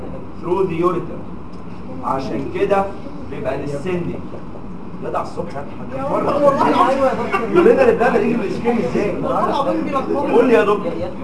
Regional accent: Egypt; اللي بنسميه عندنا في مصر كستبانة

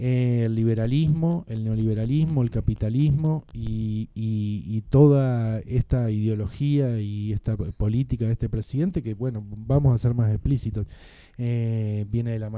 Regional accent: Argentina; tenemos una forma de hacer arte en Argentina que es parte de nuestra esencia como argentinos.

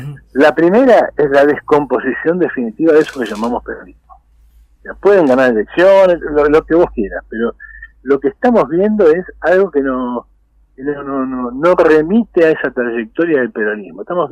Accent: Argentina; Yo creo que tampoco para desesperarse como argentinos

